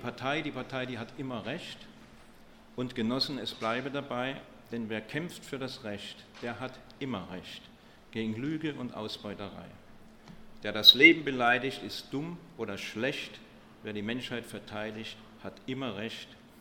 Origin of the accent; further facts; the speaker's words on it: Stuttgart, Baden-Württemberg, Germany; ich komme aus Stuttgart